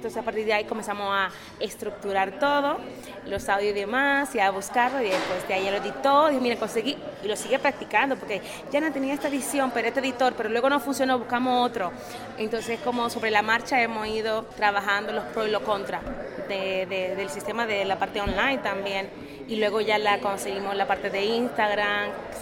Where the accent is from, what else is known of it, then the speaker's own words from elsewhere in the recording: Dominican Republic; de República Dominicana, queríamos algo que nos representara, que fuera nuestro, muy autóctono, muy de nuestras raíces.